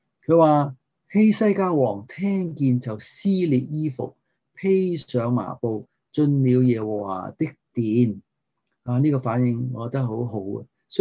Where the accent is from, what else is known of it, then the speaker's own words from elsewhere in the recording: Guangdong, China; 我哋广东人有一句系咩？